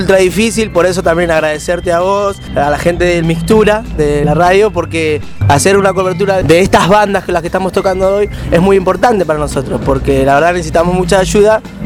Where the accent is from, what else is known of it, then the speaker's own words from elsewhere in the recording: Merlo, Buenos Aires Province, Argentina; yo soy de Merlo, Libertad, pero soy del oeste.